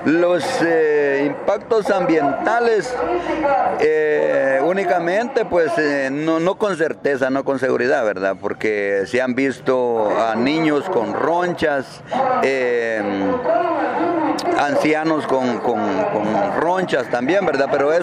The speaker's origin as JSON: {"language": "Spanish", "town": "Nueva Santa Rosa", "region": "Santa Rosa", "country": "Guatemala", "said": "Conforme a las fuentes de agua, yo soy de Nueva Santa Rosa."}